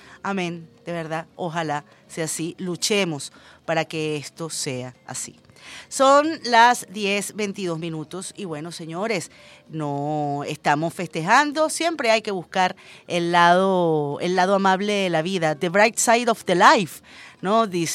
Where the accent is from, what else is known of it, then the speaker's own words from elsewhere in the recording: Venezuela; somos venezolanos de a pie como cualquier otro